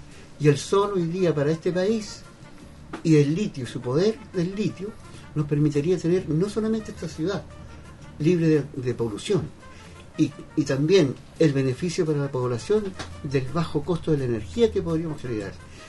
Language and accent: Spanish; Chile; tenemos que tomar un acuerdo como chilenos